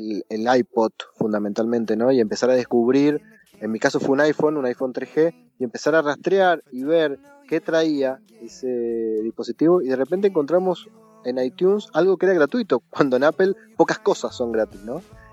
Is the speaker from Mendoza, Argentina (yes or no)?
yes; Mendoza, Argentina; Pero yo soy de Mendoza, que es la tierra del vino, fundamentalmente del Malbec.